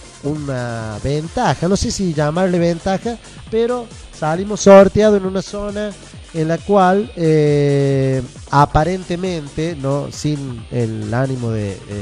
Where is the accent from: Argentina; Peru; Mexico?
Argentina; Pero yo le tengo mucha fe a Argentina, somos argentinos